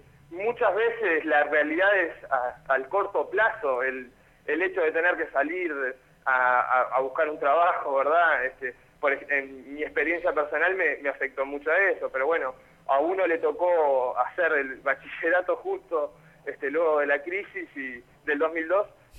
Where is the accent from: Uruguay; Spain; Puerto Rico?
Uruguay; Montevideo; Yo tengo 26 años, provengo del Cerro de Montevideo.